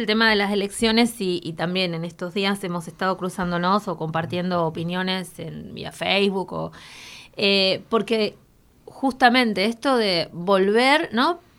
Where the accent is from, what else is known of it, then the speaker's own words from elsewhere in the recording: Quilmes, Buenos Aires Province, Argentina; Yo no soy porteña, así que diga lo que quiera, soy quilmenia.